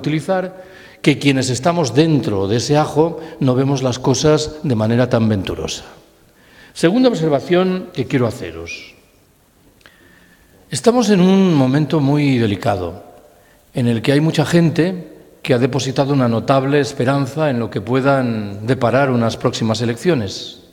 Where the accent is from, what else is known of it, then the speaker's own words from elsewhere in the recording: Galicia, Spain; Yo soy gallego, en el caso de Galicia esa población es Betanzos.